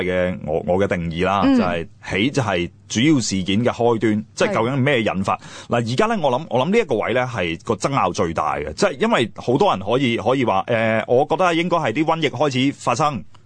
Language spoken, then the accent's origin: Cantonese; China; 个原因系我哋中国人有一个天性咧，就好中意将啲嘢简化，好中意用比喻，